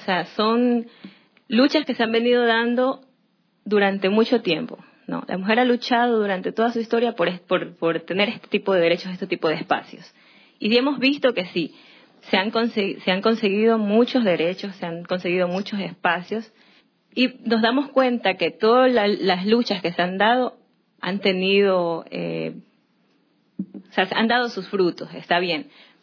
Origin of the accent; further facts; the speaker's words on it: Durán, Guayas, Ecuador; yo soy de Durán. Me he criado ahí toda mi vida. Nací en Guayaquil porque no habían maternidades ahí. Me tocó que mi madre me venga a dar a luz en la ciudad de Guayaquil, pero soy durandeña.